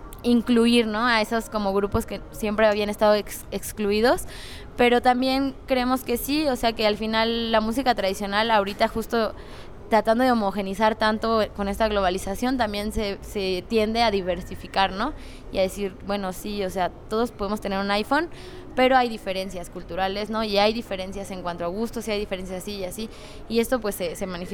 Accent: Mexico; De el bicentenario de México y la independencia y nosotros como mexicanos.

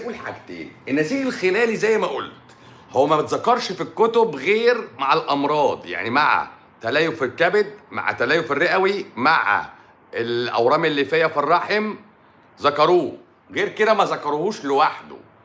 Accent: Syria

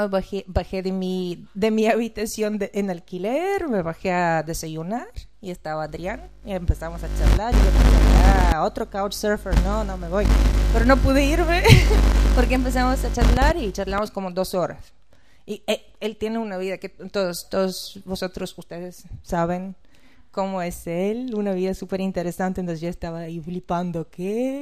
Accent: Bulgaria; Spanish is a second language; now in Tenerife, Spain; como hay una costumbre en Bulgaria, en mi país

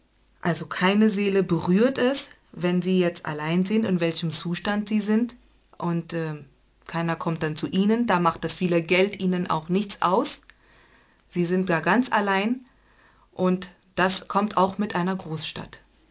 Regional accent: Bangalore, Karnataka, India; German is a second language; ich komme aus Indien, aus dem südlichen Staat, ja.

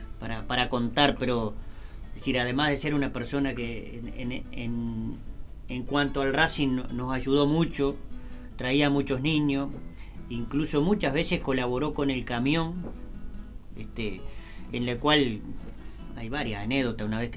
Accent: Uruguay; como todo uruguayo, nosotros en la gran mayoría somos mezcla de italiano con español

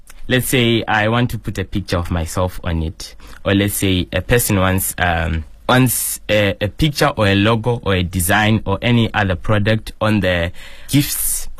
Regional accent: Zimbabwe; now in Shijiazhuang, China; I come from Zimbabwe. I stay in Shijiazhuang. I've been in China for about 3 years now

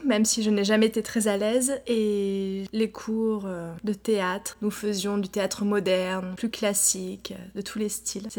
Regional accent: France; now in San Francisco, United States; Je suis née à San Francisco. J'ai grandi en France et je suis revenue vivre à San Francisco il y a un an et demi.

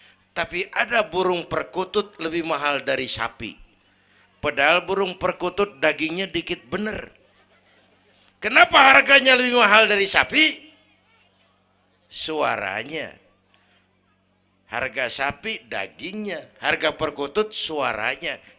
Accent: Kebayoran, Jakarta, Indonesia; born there; Bahwa saya lahir di Kebayoran, itu mah kebetulan.

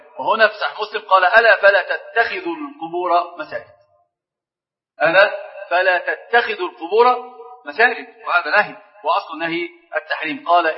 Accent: Egypt; عندنا في مصر مثل عجيب

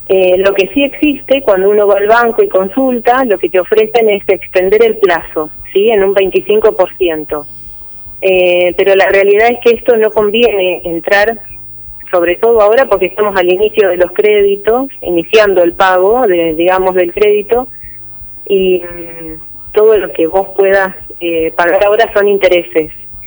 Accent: Olavarría, Buenos Aires Province, Argentina; now in Tandil, Argentina; yo soy de Tandil, era de Olavarría, vivo en Tandil hace varios años

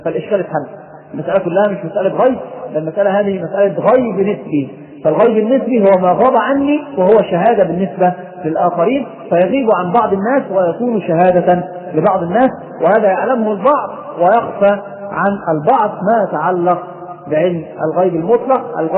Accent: Egypt; ناس عندنا في مصر يستحمل مندل يروح العراف

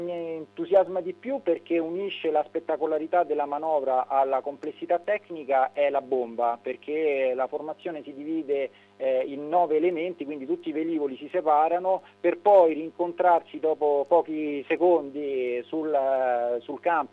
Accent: Rome, Lazio, Italy; io sono di Roma, quindi diciamo ho la fortuna di vederle quantomeno sorvolare

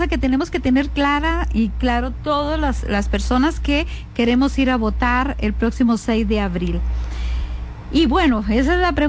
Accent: Costa Rica; quien elige presidente o presidenta aquí en Costa Rica son ustedes, somos los costarricenses, y en las urnas

